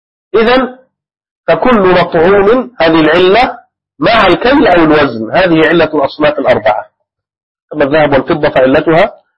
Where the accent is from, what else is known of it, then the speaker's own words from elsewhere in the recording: Egypt; عندنا في مصر مثلا ما القوت؟ خبز. القوت عندنا هنا الخبز